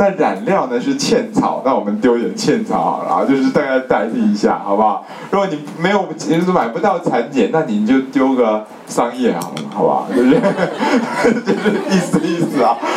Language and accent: Chinese; China; 我们中国人说断筋啊